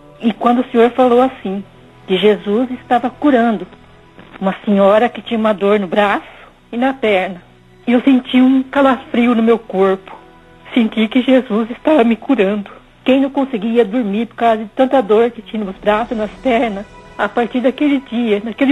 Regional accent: Sabáudia, Paraná, Brazil; Eu sou de Sabáudia

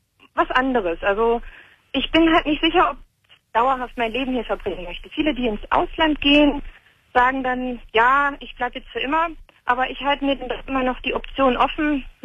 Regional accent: Germany; now in United States; Also ich bin Deutsche, lebe in den USA

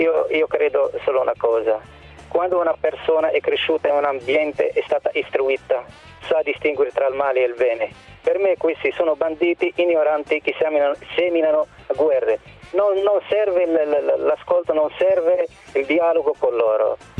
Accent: Morocco; Italian is a second language; now in Italy; Vengo dal Marocco, non ho mai visitato un paese arabo

